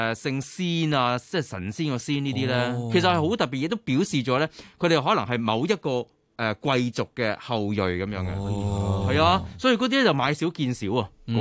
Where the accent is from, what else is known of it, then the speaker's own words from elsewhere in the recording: China; 或者我哋中国人咧